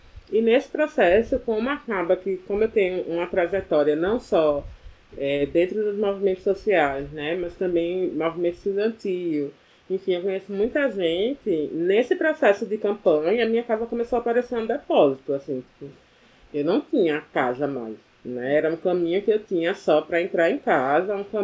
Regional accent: Olinda, Pernambuco, Brazil; now in Recife, Brazil; eu sou originalmente de Olinda, mas aí durante a graduação aqui na UFPE, como eu chegava em casa muito tarde, meia-noite, 1h da manhã, no final das contas era mais interessante vir morar aqui

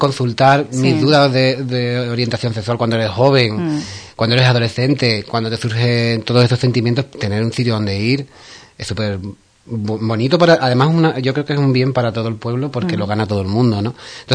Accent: Ubrique, Andalusia, Spain; Porque mi pueblo.

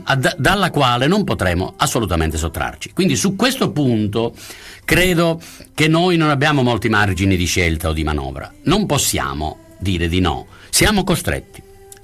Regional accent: Sicily, Italy; come è stato per me che sono siciliano

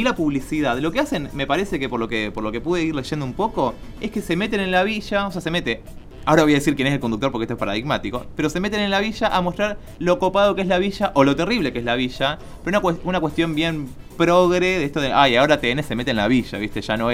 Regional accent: Colón, Buenos Aires Province, Argentina; en Colón, provincia de Buenos Aires, que es de donde yo vengo, que es un pueblito, es una ciudad de 30.000 habitantes, 40.000 habitantes.

